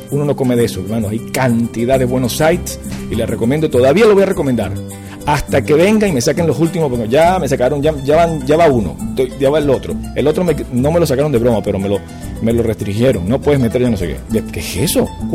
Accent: Venezuela; no nos consideramos que somos gringos. Nos consideramos venezolanos y todo lo hacemos en nombre de Venezuela.

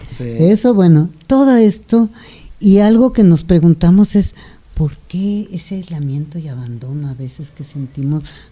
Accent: Mexico; esta región es una región casi fundacional de nuestra identidad, sí, como mexicano

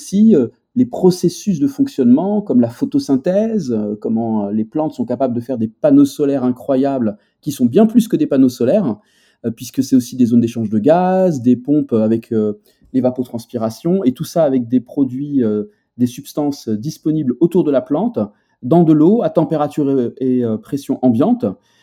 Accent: Algiers Province, Algeria; y compris là où j'ai grandi, maintenant, c'est une ville, alors que c'était la campagne avec des forêts, avec des animaux sauvages qui venaient nous visiter, et maintenant, c'est la banlieue d'Alger.

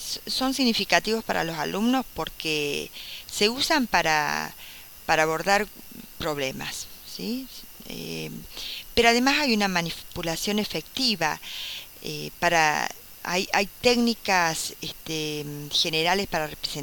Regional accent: Río Cuarto, Córdoba, Argentina; de Argentina, de la ciudad de Río Cuarto.

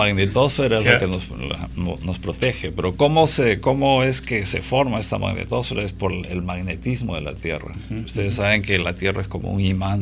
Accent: Huancayo, Junín, Peru; yo he nacido y crecido en Huancayo.

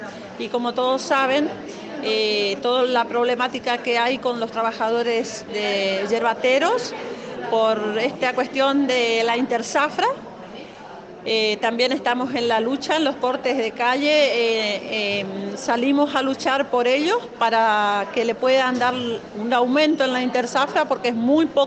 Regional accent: Apóstoles, Misiones, Argentina; somos de Apóstoles Misiones.

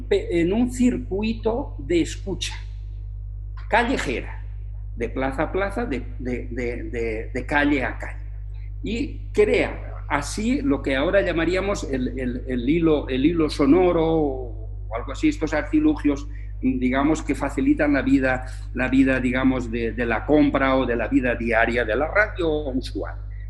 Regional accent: Valencia, Valencian Community, Spain; Y hay dos casos en mi tierra, en Valencia, donde eso se da.

